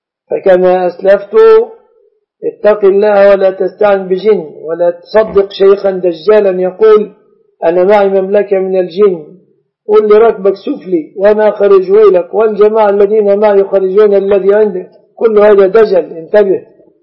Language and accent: Arabic; Egypt; والشبكة في بلادنا مصر من الصداق